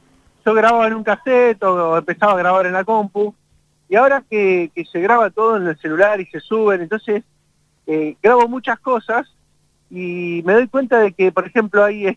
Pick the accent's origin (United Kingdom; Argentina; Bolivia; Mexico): Argentina; Bernal, Buenos Aires Province; soy de una calle que estaba cortada y no podían pasar los autos. Entonces toda mi infancia en el Triángulo de Bernal lo hicimos ahí